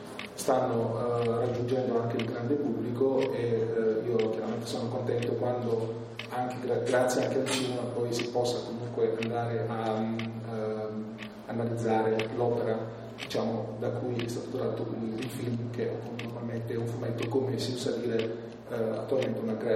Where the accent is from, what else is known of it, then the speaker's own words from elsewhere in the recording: Bari, Apulia, Italy; perché non sono altoatesino, come probabilmente si capisce anche un po' dall'accento, sono di origini pugliesi, sono di Bari